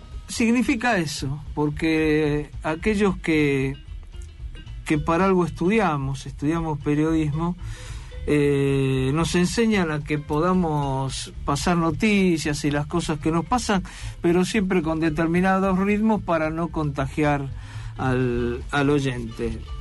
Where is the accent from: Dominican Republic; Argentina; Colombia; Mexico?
Argentina; Buenos Aires; Yo venía en esta ciclotimia que tengo como porteño